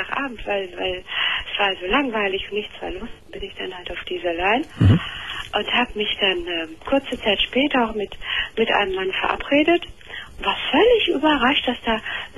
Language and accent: German; Turkey; Ich bin ja selber Türkin, ne?